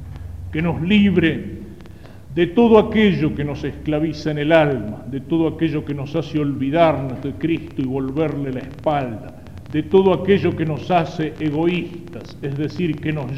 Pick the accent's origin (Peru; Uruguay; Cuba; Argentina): Argentina; nuestro compromiso como católicos y como argentinos